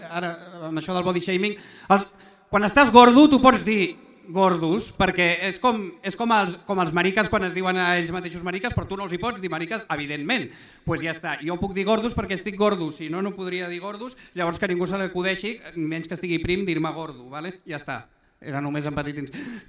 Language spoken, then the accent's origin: Catalan; Cerdanyola del Vallès, Catalonia, Spain; Jo sóc de Cerdanyola. Vale? Cerdanyola és aquell lloc on els de Ripollet voldrien viure i on la gent pobra de Sant Cugat acaba vivint.